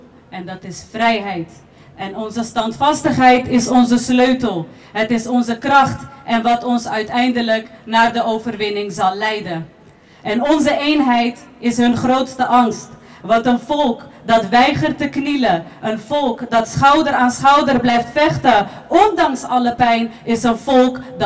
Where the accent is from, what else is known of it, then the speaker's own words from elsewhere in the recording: Palestine; Wij Palestijnen, verspreid over de hele wereld, zijn de stem die blijft roepen voor gerechtigheid.